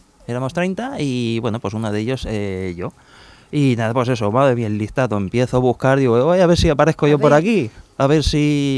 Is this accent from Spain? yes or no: yes; Spain; soy el único español que ha podido detectar este planeta